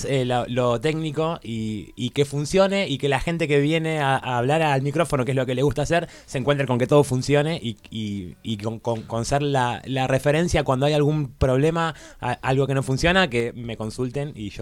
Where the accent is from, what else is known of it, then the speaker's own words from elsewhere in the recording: Luján, Buenos Aires Province, Argentina; Es Luján, provincia de Buenos